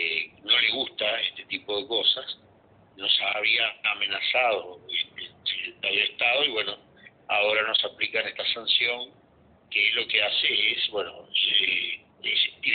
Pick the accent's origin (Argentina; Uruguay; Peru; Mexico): Uruguay; sino como uruguayos, en cuanto a no tolerar este tipo de intromisiones en nuestra plaza financiera.